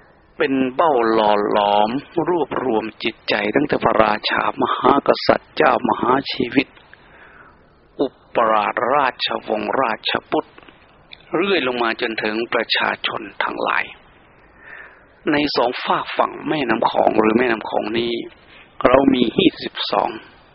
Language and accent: Thai; Isan, Thailand; อยากจะพูดถึงประเพณีในวันออกพรรษาเอาในภาคอีสานนี้ซะก่อนเพราะว่าเราเป็นชาวอีสาน